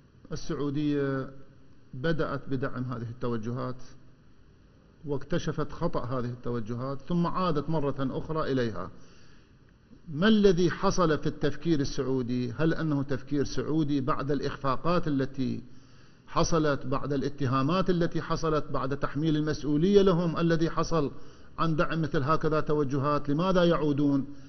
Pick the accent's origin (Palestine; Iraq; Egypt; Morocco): Iraq; كعراقيين وفي كل بلد موجودين به إحنا أبناء الوطن